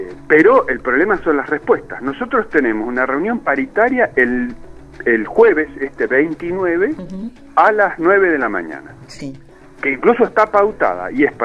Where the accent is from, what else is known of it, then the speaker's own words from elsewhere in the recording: Neuquén, Argentina; Yo soy justamente de la Patagonia, yo soy de Neuquén.